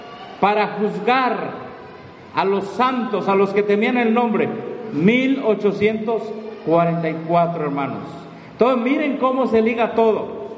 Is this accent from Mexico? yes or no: yes; Mexico; Bueno, todos somos vecinos de Estados Unidos, somos mexicanos.